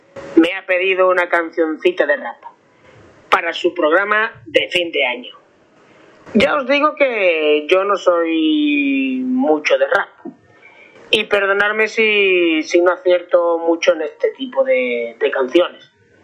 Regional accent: Málaga, Andalusia, Spain; de Bajar a Málaga.

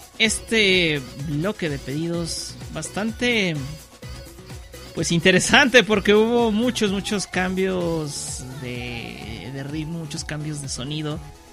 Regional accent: Aguascalientes, Mexico; Soy de Aguascalientes, México, para quienes no lo sepan

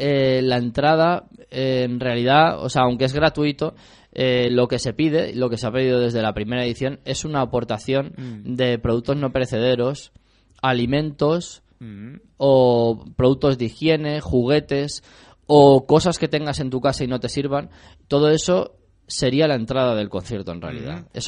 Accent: Valencia, Valencian Community, Spain; now in Getafe, Spain; yo no soy de Getafe de toda la vida. O sea, yo vengo desde Valencia, llevo 10 años en Getafe.

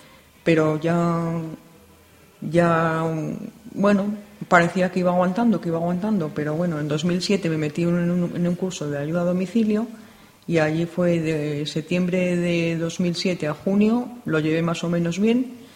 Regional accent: Madrid, Community of Madrid, Spain; tengo 50 años, estoy casada y soy natural de Madrid.

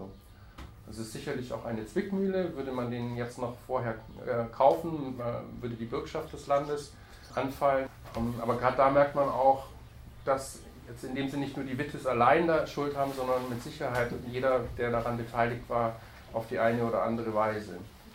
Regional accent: Berlin, Germany; wenn wir als Berliner, wenn wir genügend Mitmenschen versammeln

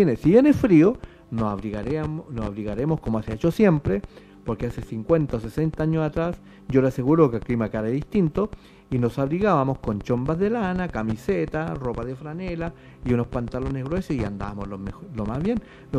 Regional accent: Chile; Bueno, yo soy chileno, aquí yo hablo español.

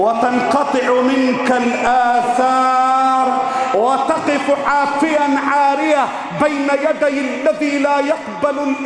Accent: Egypt; اللهم احفظ بلدنا مصر، اللهم احفظ بلدنا مصر

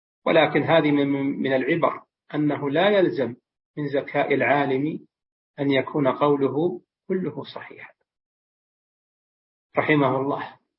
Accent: Saudi Arabia; وفي بلادنا المملكة العربية السعودية وفي دول الخليج والبلدان المجاورة

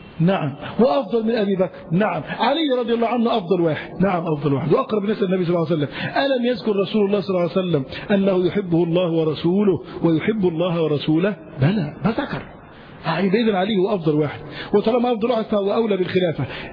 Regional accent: Yemen; الإسلام والنور دخل عندنا في اليمن

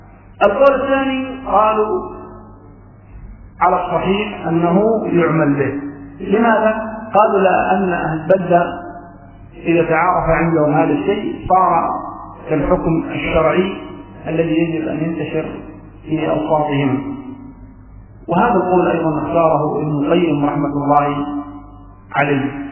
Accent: Yemen; فمعروف عندنا في اليمن أن المهر مقدم، يدفع المهر وتدفع المرأة إلى زوجها

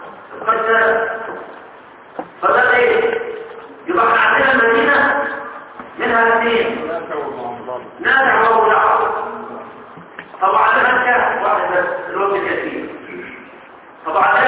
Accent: Egypt; احنا احنا كمصريين

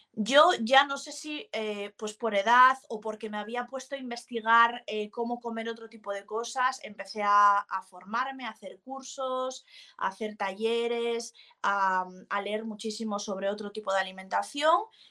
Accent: Asturias, Spain; yo soy hija de ganaderos, soy asturiana y soy hija de ganaderos

